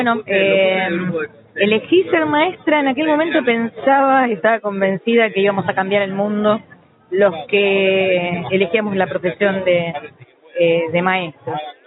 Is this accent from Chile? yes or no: no; Castelar, Buenos Aires Province, Argentina; born there; si bien nací en Castelar